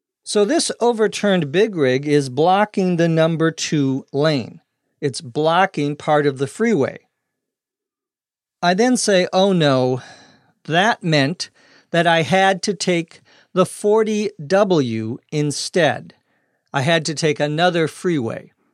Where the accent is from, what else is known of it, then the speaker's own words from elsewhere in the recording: Minnesota, United States; runs in the middle of the United States through my home state of Minnesota.